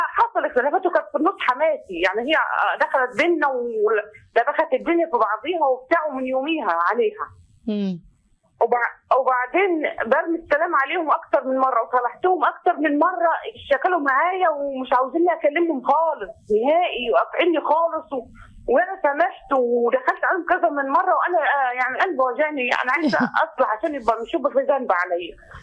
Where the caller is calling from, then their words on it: Sharqia Governorate, Egypt; الشرقية. من الشرقية.